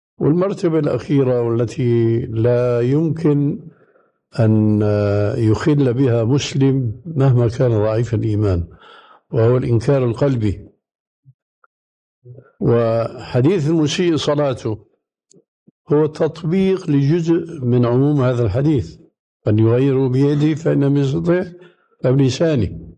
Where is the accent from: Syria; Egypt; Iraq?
Syria; Damascus, Damascus Governorate; كما يقول عندنا في دمشق مفشكلة يعني ما هي صحيحة